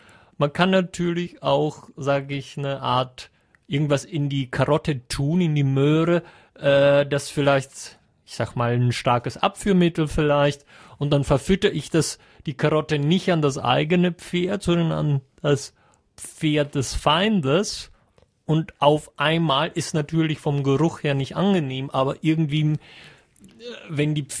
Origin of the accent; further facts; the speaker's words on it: Germany; now in Austria; ich als Deutscher hier in Österreich relativ oft mit sowas konfrontiert werde.